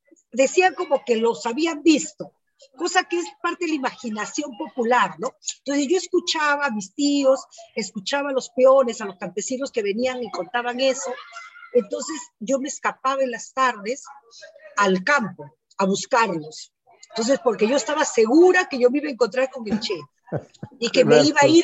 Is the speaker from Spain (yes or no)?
no; Lima, Peru; born there; Entonces ahora me veo obligada a poner que nací en Lima, pues, ¿no? Porque antes yo ponía Canta en 1959, ahora pongo Lima en 1959